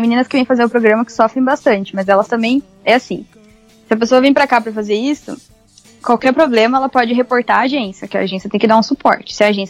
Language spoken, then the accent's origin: Portuguese; Brazil; Dele, ah, de onde você é? Eu falei, ah, sou do Brasil.